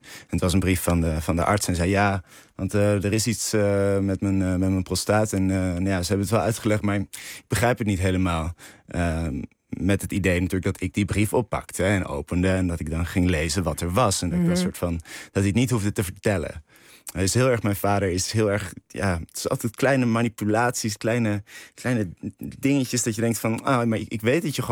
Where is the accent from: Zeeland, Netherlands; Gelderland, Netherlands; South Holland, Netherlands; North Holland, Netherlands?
South Holland, Netherlands; Rotterdam; ja, dat was het te onrustig in Rotterdam, waar ik vandaan kom.